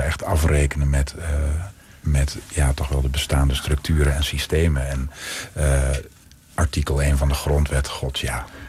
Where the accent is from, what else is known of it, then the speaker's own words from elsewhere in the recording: Overijssel, Netherlands; tenminste waar ik vandaan kom, uit Twente.